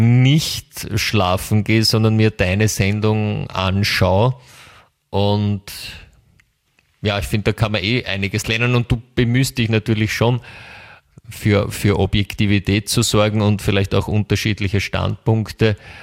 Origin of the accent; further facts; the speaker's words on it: Germany; also ich komme ja aus Deutschland